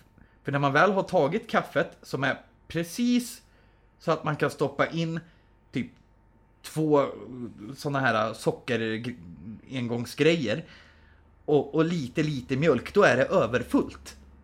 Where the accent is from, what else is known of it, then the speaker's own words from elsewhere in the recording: Värmland, Sweden; also born or lived in Södertälje; Jag hade en styvfarsa som var från Stockholm. Och jag bodde själv i Södertälje som liten, så det är väl därför jag inte har den. Men jag är från Värmland från början.